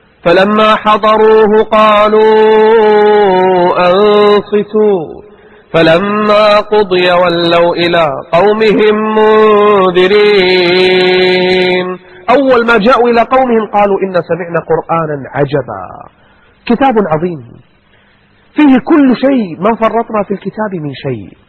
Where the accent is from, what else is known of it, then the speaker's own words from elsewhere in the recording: Kuwait; عندنا بالكويت